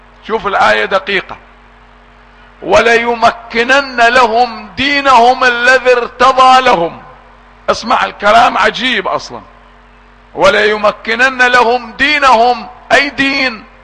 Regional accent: Iraq; اولادنا يدرسوها عندنا، عندنا في العراق في مدارسنا

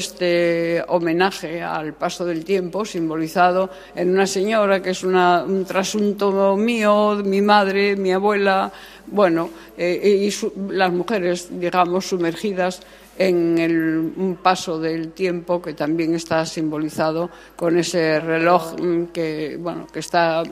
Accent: Asturias, Spain; cuidemos Asturias, que esta es nuestra tierra, es maravillosa y es guapísima. Bueno, yo soy una forofa de Asturias impresionante

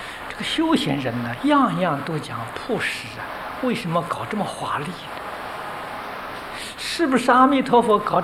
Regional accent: China; 你看我们中国人喜欢呢吊这个风铃，啊，风铃是金属做的

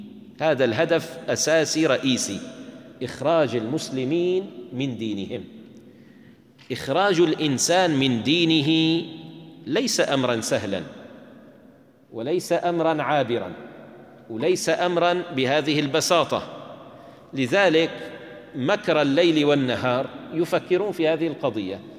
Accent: Syria; عندنا في الشام إذا كان استغلق على الإنسان الفهم يقال نتكلم بالتركي

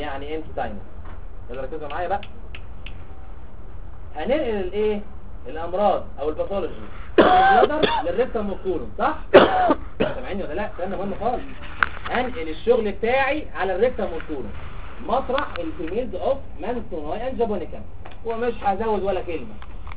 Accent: Egypt; معظم الناس اللي عندنا في مصر عندهم يورينري كارسينوما

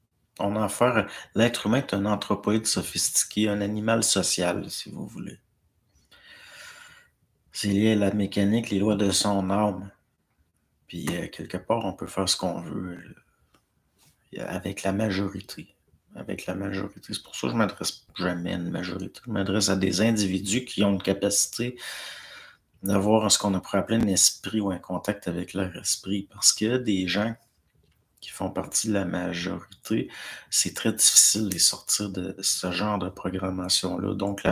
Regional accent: Normandy, France; En France, je suis de Normandie et il n'a pas encore gelé.

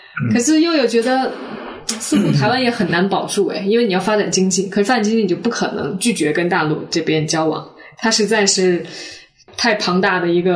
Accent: Hong Kong; 因为我们从香港过来，香港人就是非常非常的焦虑。

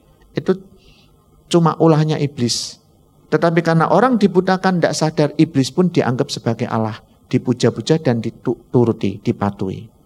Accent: Bojonegoro, East Java, Indonesia; Saya orang Bojonegoro.

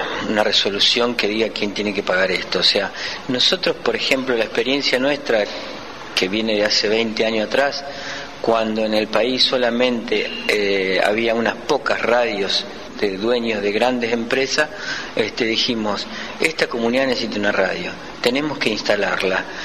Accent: Rosario, Santa Fe, Argentina; vengo de la ciudad de Rosario

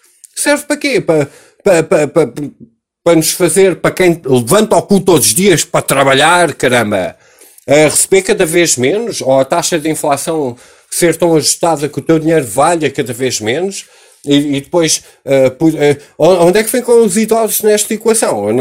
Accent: Portugal; Foda-se, eu sou português, este terreno pertence a todos nós

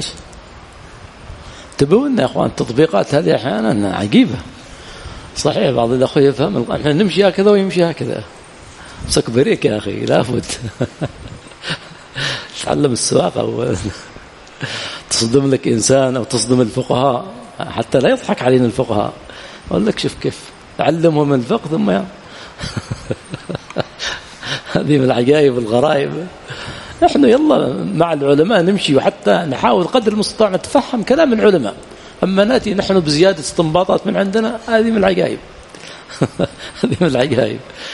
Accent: Yemen; أما جمع التخزين، عندنا في اليمن جمع التخزين

